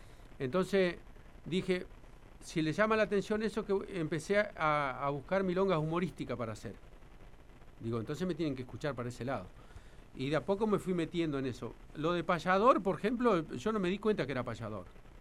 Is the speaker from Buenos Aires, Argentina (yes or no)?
no; Victorica, La Pampa, Argentina; born there; yo soy nacido en Vitorica